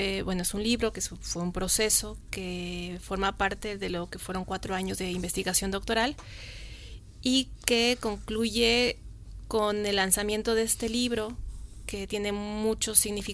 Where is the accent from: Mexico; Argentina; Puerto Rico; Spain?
Mexico; yo soy mexicana, como bien lo dijiste